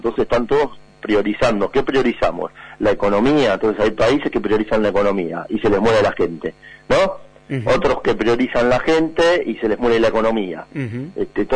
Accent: Argentina; Ahora vamos a ver qué nos pide a nosotros como argentinos, ¿no?

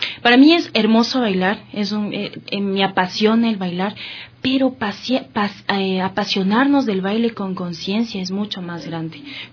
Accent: Quito, Pichincha, Ecuador; Yo soy estudiante, soy ecuatoriana, soy quiteña.

